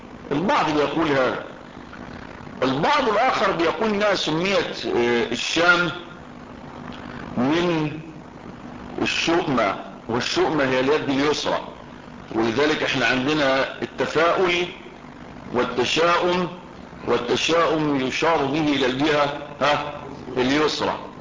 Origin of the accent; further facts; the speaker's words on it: Egypt; البدرشين دي بلد عندنا في مصر